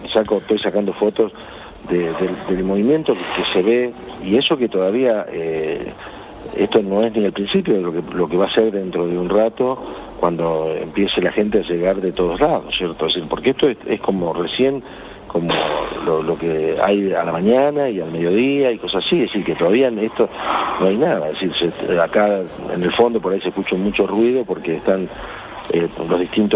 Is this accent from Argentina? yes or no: yes; Argentina; En este momento es uno de los puntos turísticos más importantes que hay en mi país, ¿no?